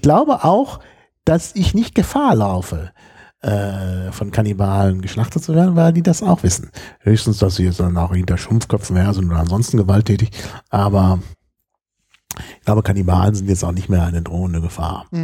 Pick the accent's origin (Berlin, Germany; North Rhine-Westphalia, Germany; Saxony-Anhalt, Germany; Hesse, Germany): Berlin, Germany; Deshalb würde ich auf jeden Fall sagen, ich komme aus Berlin.